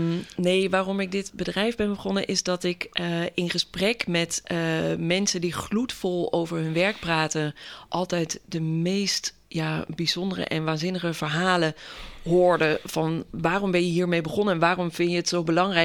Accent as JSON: {"language": "Dutch", "region": "North Brabant", "country": "Netherlands", "said": "Ik kom uit Brabant en dan nam ik de trein naar Nijmegen bijvoorbeeld."}